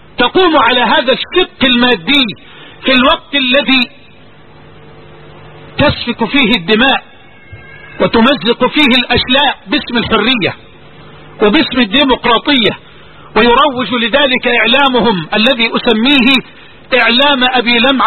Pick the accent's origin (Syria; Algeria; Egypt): Egypt; هذه عندنا في مصر